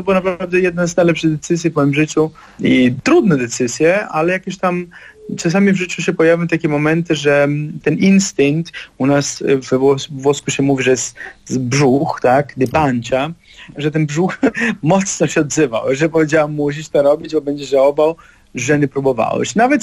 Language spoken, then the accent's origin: Polish; Germany; Polish is a second language; now in Poland; Ja się wychowałem w Niemczech, jestem synem imigrantów z Sycylii